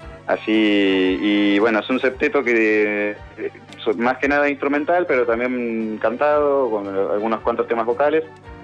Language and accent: Spanish; Paraná, Entre Ríos, Argentina; En Santa Fe, yo soy de Paraná